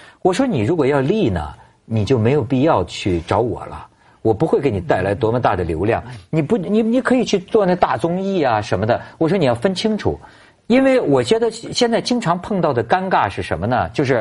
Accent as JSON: {"language": "Chinese", "region": "Beijing", "country": "China", "said": "那你像我们北京那儿的"}